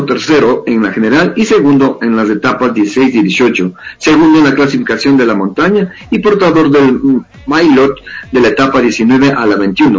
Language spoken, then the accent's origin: Spanish; Ecuador; no solo como deportista, sino como ecuatoriano